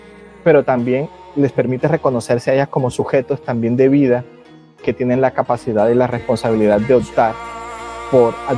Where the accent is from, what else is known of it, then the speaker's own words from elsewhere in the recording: María la Baja, Bolívar, Colombia; born there; soy autor del Caribe colombiano. Yo nací en María la Baja, Bolívar, que es en el centro de los Montes de María.